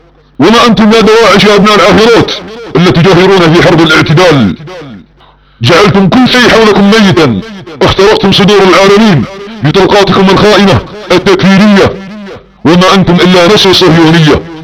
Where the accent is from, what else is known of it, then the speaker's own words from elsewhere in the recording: Saudi Arabia; عندما تكون بلادنا السعودية بامن وخير